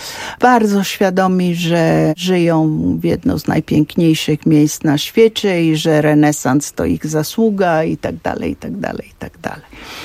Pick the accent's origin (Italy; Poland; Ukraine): Italy; Florence, Tuscany; Ja się wychowywałam w domu przede wszystkim florenckim.